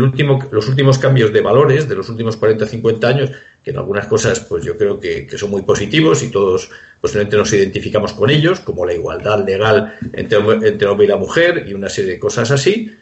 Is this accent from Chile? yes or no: no; Spain; yo me tengo que preocupar sobre todo si soy español de mi país.